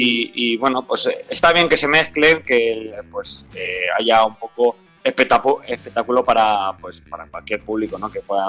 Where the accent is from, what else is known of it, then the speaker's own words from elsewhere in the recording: Manises, Valencian Community, Spain; nosotros somos los de Manises, excepción de Alex, que es el bajista. Somos la que de Manises